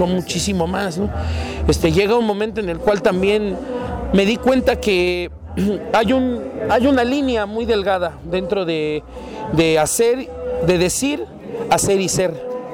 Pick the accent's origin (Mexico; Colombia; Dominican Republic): Mexico; Zumpango, State of Mexico; viene la canción de Zumpango, cuando encontré mi pueblo igual, cuando logré estar un mes sin salir de mi pueblo, encontré que hay una laguna hermosa